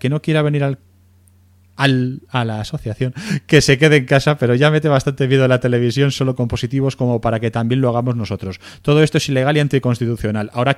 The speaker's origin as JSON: {"language": "Spanish", "country": "Spain", "said": "soy español"}